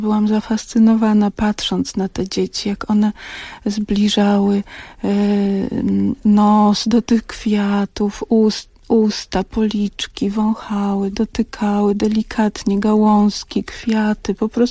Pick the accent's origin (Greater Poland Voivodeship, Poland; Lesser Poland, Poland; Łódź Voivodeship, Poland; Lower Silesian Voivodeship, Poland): Łódź Voivodeship, Poland; Pabianice; wśród których też się wychowałam, bo ja pochodzę z Pabianic